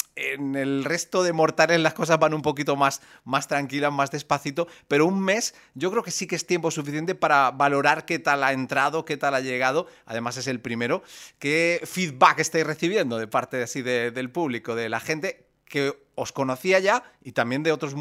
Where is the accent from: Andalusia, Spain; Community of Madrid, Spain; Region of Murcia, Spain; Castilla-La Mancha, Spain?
Region of Murcia, Spain; Murcia; El hecho de que yo sea de Murcia también, obviamente, pues hace que yo reconozca también el nombre de la banda.